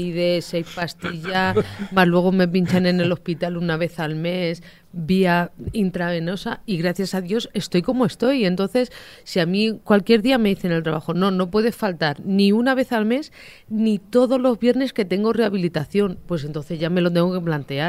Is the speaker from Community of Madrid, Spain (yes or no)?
yes; Madrid, Community of Madrid, Spain; Yo de por sí soy de Madrid, soy vallecana, de Vallecas.